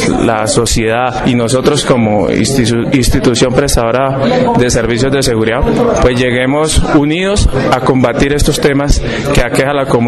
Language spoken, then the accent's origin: Spanish; Pacho, Cundinamarca, Colombia; Soy oriundo de Cundinamarca, de un municipio vecino, Epacho